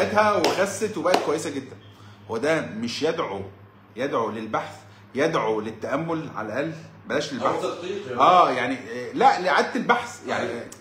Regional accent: Egypt; انا راجل مصري

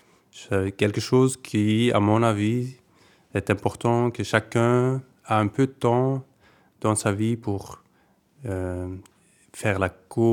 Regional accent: Hasselt, Flanders, Belgium; born there; also born or lived in Liège; now in Tongeren, Belgium; Moi, je suis né à Hasselt, c'est la capitale de la province de Limbourg. C'est à une demi-heure d'ici. Et puis, j'ai habité à Liège, la grande ville de la Wallonie. C'est à 20 minutes ici. Et maintenant, ça fait presque 5 ans que j'habite ici à Tongres.

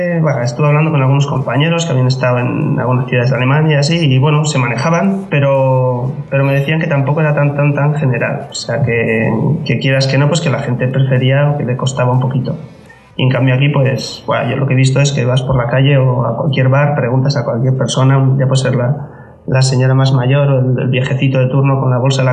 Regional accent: Irun, Basque Country, Spain; now in Aalborg, Denmark; es una ciudad pequeñita. La verdad es que es como la mitad de Donosti, de San Sebastián, yo soy de Irún.

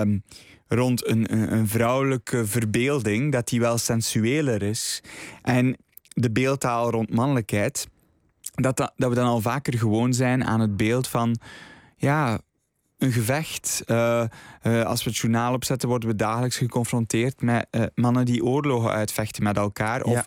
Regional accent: Flanders, Belgium; Ik ben zelf opgegroeid op het Vlaamse platteland.

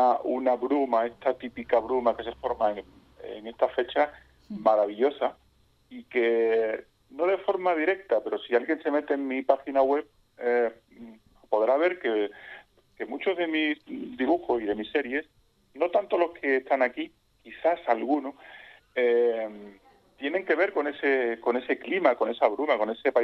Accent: Extremadura, Spain; now in Cádiz, Spain; yo soy de Extremadura, como ya hemos dicho. Vivo en Cádiz, ciudad, en Cádiz capital, porque mi mujer es de Cádiz y mi hijo es de Cádiz, con lo cual yo también soy un poco de Cádiz desde hace como casi 20 años.

